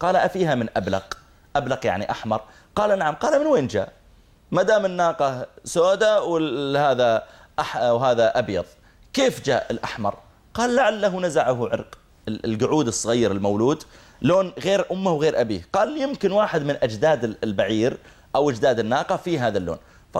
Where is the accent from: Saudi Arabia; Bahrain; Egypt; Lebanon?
Saudi Arabia; قلت أنا من from Saudi Arabia